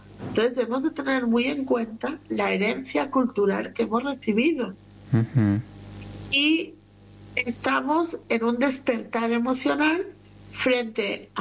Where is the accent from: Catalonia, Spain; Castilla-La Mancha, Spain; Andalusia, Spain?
Catalonia, Spain; born there; Me castigaba por hablar con los españoles, porque encima yo nací en Cataluña.